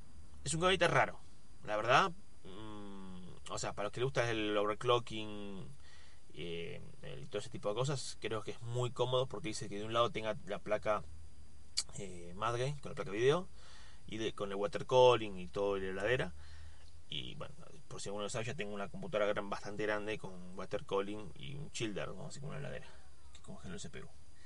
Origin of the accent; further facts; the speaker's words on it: Argentina; Soy de Argentina.